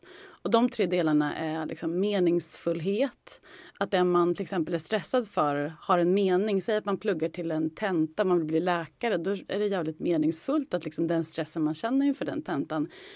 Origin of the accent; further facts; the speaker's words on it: Skärblacka, Östergötland, Sweden; Jag kommer från Norrköping, eller Skärblacka egentligen, en liten håla utanför Norrköping.